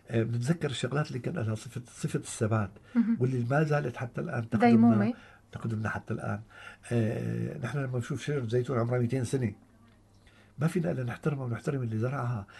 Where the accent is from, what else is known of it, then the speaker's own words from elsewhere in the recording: Syria; نحن ابناء سوريا